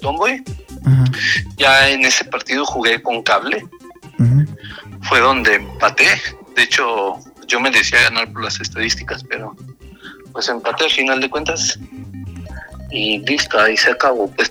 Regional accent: Mexico; soy el primer mexicano de Mobile.

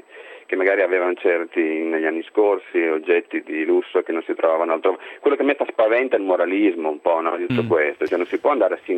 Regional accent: Lombardy, Italy; quando ero bambino in un paese della provincia di Brescia

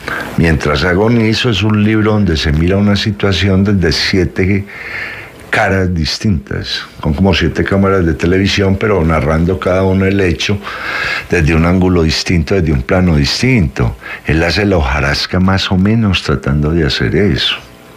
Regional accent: Colombia; nosotros somos colombianos por cédula, no por identidad.

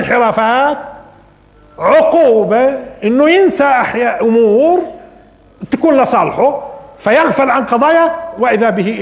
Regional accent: Palestine; احنا مرات بننصب على لانه فلسطينيين.

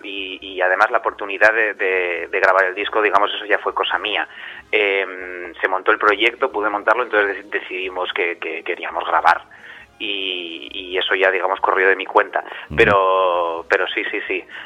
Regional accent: Pamplona, Navarre, Spain; moved away as an adult; now in Barcelona, Spain; Yo vine de Pamplona a los 18 recién cumplidos aquí a Barcelona a estudiar en el Conservatorio y el Liceo

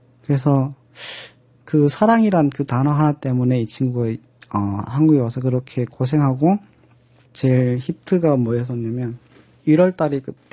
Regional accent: North Korea; accent: North Korean dialect; now in South Korea; 지금은 제가 그 사투리를 일부러 많이 사용하고 그러거든요. 근데 그때는 내가 북한 사람이라는 걸 그 티를 안 내려고

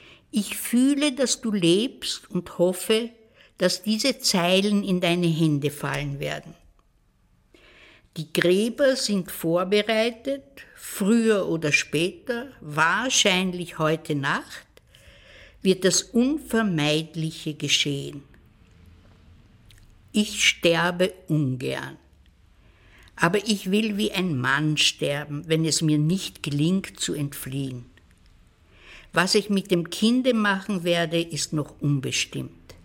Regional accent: Vienna, Austria; born there; Ich bin in Wien geboren, 1929.

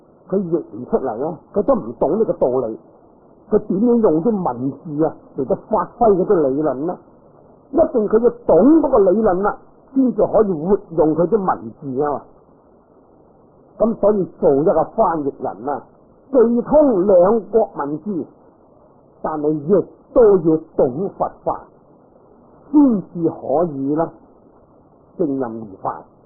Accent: China; 我哋系中国人啊

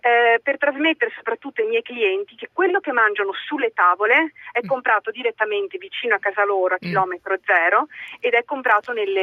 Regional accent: Parma, Emilia-Romagna, Italy; No, perché io vivo, sono di Parma

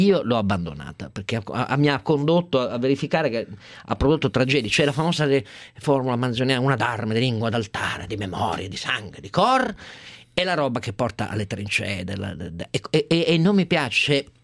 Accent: Piedmont, Italy; Io del Piemonte sono piemontese, celebro

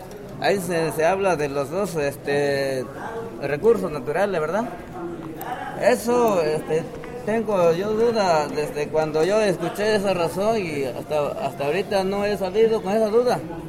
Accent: Citlaltepec, Guerrero, Mexico; Se mencionó hace un rato que yo soy del ejido de Citlaltepec, municipio de Milatono.

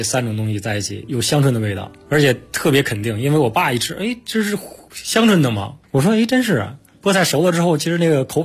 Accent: northern China, China; 因为我是北方人

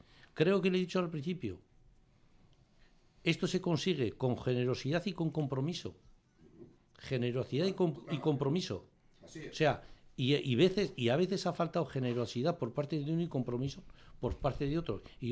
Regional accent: Fustiñana, Navarre, Spain; hablo de mi pueblo Fustiñana

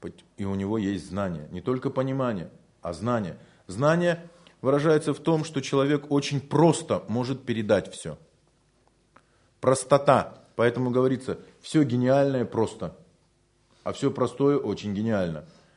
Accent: Siberia, Russia; А мы, поскольку выросли в Сибири

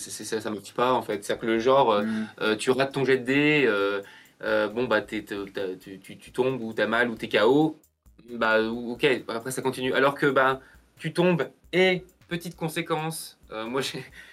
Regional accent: Lyon, Auvergne-Rhône-Alpes, France; on est lyonnais, donc il y a l'Octogone à Lyon

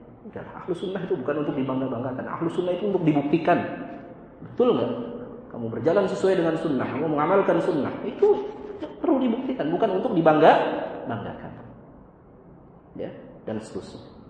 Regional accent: Bogor, West Java, Indonesia; Saya orang Bogor, Pak.

